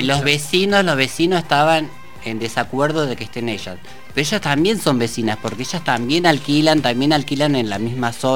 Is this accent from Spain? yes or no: no; Argentina; que yo soy de Argentina